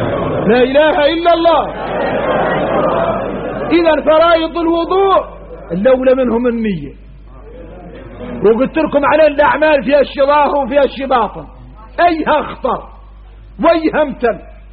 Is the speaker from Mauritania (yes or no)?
yes; Mauritania; احنا موريتاني